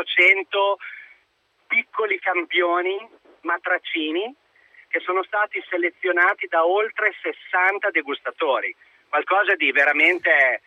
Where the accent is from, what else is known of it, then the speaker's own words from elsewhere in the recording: Modena, Emilia-Romagna, Italy; Poi è logico, io sono di Modena.